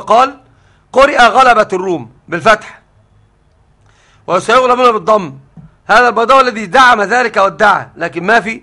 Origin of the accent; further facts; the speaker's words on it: Egypt; لكن عندنا في مصر أنا مش مشهور عندنا الضم